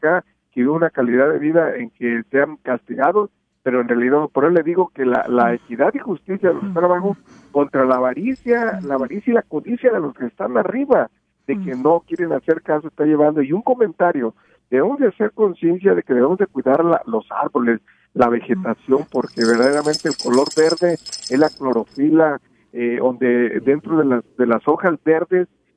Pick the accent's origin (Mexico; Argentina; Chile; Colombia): Mexico; En mi pueblo, en mi país, que es México, yo veo mucha gente